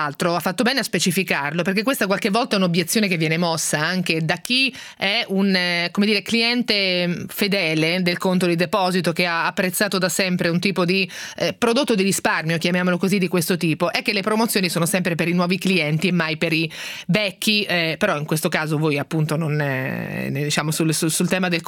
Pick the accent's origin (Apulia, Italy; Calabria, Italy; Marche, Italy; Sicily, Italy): Marche, Italy; perché io che sono marchigiana lo racconto sempre